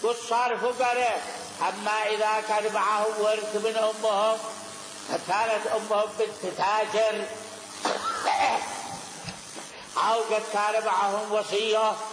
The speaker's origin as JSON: {"language": "Arabic", "country": "Yemen", "said": "إلا أنه عندنا في اليمن يقعدوه مقعد أبوه"}